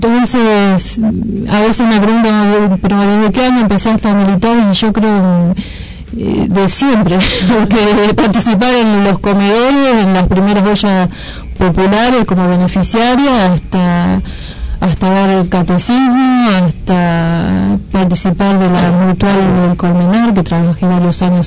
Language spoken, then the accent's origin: Spanish; Cuartel Quinto, Buenos Aires Province, Argentina; Como ya dije anteriormente, soy de Cuartel Quinto, y por ahí Cuartel Quinto se caracteriza bastante por la cantidad de organizaciones que existen.